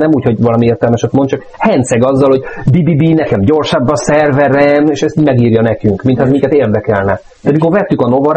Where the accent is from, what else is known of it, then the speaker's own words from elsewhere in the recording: Budapest, Hungary; én is angyalföldi vagyok egyébként.